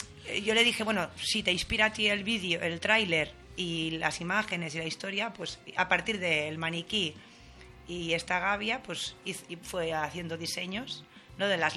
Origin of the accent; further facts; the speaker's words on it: Catalonia, Spain; se nota que soy catalana